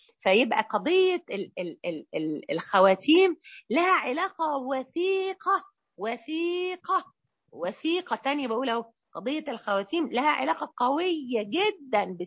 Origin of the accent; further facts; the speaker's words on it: Mansoura, Dakahlia, Egypt; الجمعيه الشرعيه عندنا في المنصوره